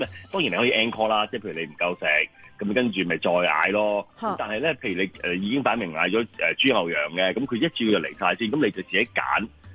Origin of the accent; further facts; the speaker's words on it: China; 佢哋同我哋中国人烧嘢系好唔同嘅